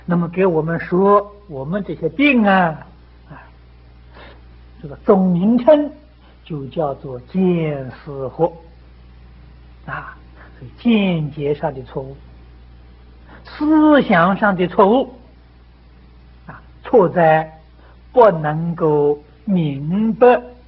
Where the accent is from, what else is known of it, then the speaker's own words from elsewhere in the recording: China; 这是我们中国人的志气啊